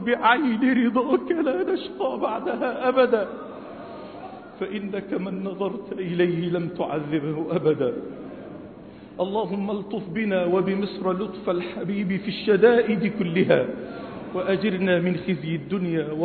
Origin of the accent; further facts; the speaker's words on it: Egypt; إننا نحب بلدنا مصر